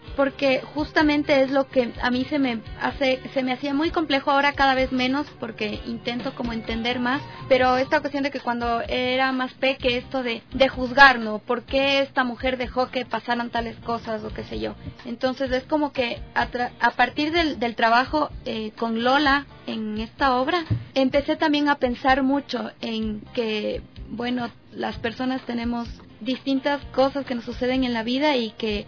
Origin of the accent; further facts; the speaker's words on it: Riobamba, Chimborazo, Ecuador; yo soy de Riobamba.